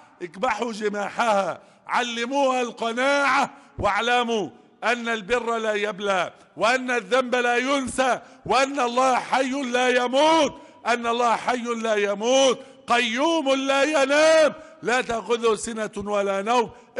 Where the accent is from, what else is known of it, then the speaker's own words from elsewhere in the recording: Egypt; احفظ بلدنا مصر وسائر بلاد المسلمين،